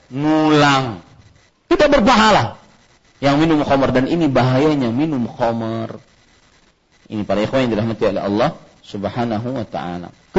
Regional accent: Banjarmasin, South Kalimantan, Indonesia; dari kecil di Banjarmasin saya ingat sekali ajaran mama, tidak boleh ribut kalau orang sholat.

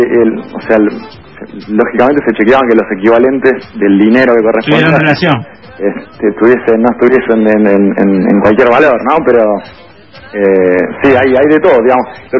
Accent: Buenos Aires, Argentina; No, nosotros somos de Buenos Aires. Nosotros somos de Buenos Aires, no somos de La Plata.

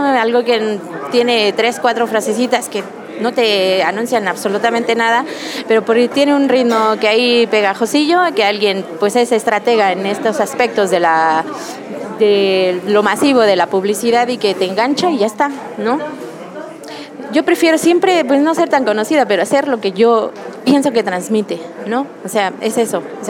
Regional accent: Mexico; no sé si era el caso de que va uno como mexicano, la verdad es muy bien acogido

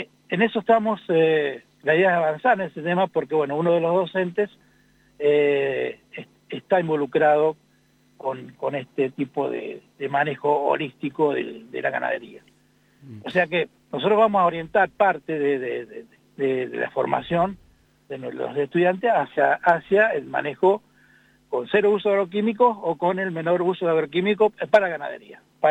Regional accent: Rancul, La Pampa, Argentina; el colegio de Rancul, que es el que yo estudié, yo soy de Rancul

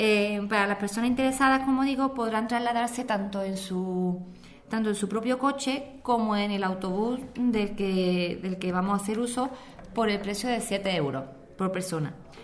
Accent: Archidona, Andalusia, Spain; para todos los que somos de Archidona

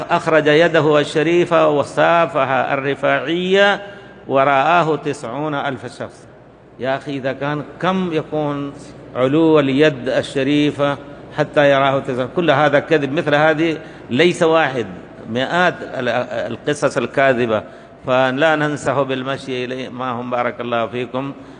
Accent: India; Arabic is a second language; now in Medina, Saudi Arabia; أنا لما وصلت من الهند إلى المدينة فكان يعني رغبتي يعني دراسة العربية واللغة

